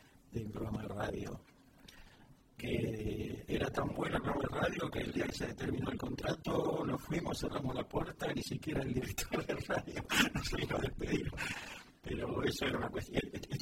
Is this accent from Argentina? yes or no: yes; Argentina; moved away; de una experiencia que viví hace poco en Buenos Aires. Bueno, tú sabes que hace poco estuve en mi país y vi muchas obras de teatro